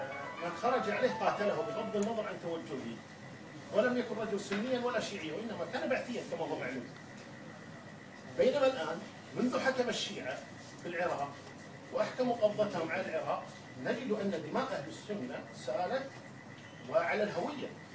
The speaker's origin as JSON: {"language": "Arabic", "country": "Kuwait", "said": "وما في اي مشكله كان عندنا في الكويت."}